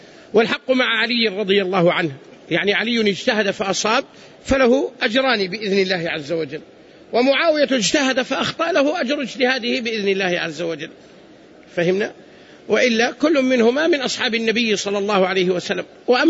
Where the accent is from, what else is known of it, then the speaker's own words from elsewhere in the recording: Saudi Arabia; عندنا هنا مثلا في المملكة لهجتنا تختلف عن لهجة أهل مصر مثلا